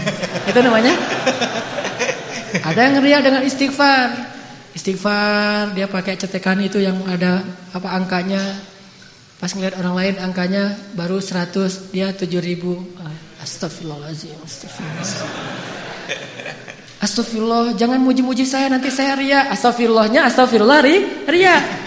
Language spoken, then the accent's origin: Indonesian; Aceh, Indonesia; Bang, manggilnya kan saya orang Aceh, dipanggil bang.